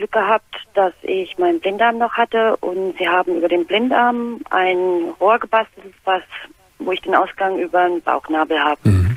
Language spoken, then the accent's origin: German; Winzer, Bavaria, Germany; Ja, also ich komme aus Winter, das ist bei Deggendorf.